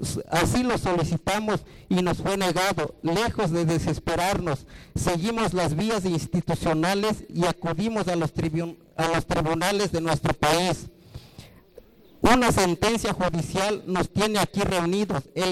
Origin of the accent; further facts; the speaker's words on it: Santiago Apóstol, Oaxaca, Mexico; soy presidente de la CUPUDA y vengo de la población de Santiago Apóstol.